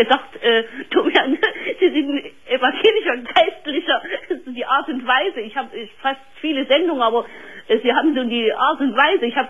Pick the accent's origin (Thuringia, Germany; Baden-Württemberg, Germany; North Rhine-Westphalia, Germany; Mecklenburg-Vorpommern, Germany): Thuringia, Germany; Jena; ich komme aus Jena.